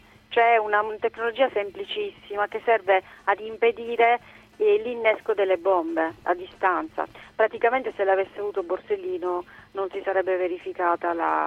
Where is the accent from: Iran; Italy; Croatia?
Italy; Sicily; Perché noi, come siciliani, sentiamo molto la cultura dell'antimafia